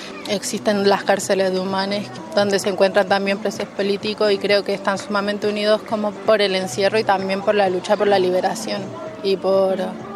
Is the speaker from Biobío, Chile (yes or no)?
no; Santiago, Santiago Metropolitan, Chile; born there; Yo nací en Santiago, las personas también que estamos ahí en el refugio somos de Santiago, de La Guarria